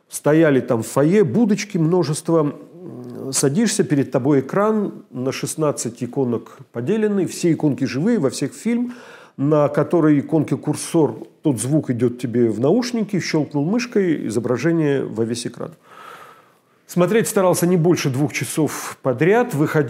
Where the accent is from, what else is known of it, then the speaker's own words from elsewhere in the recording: Uloma, Vologda Oblast, Russia; У меня на родине деревня Улома называется в Вологодской области. Финно-угорское название, как часто на нашем севере.